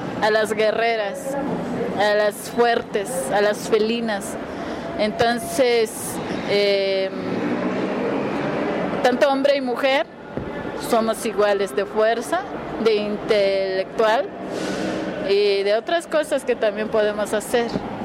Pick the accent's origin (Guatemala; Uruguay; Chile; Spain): Guatemala; Huehuetenango; Spanish is a second language; Es el pueblo Janjobal, que se ubica en Huehuetenango, en el norte de Huehuetenango, fronterizo con Chiapas. Y sí, es casi vecino con Chiapas. Soy bilingüe. Oh, trilingüe, porque también domino un poco lo que es el acateco